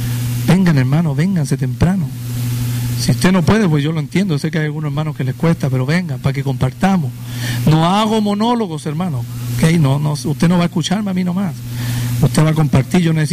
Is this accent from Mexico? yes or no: no; Chile; now in United States; para los que no me conocen. Vengo de la República de Chile y tenemos un tiempo largo ya en Estados Unidos.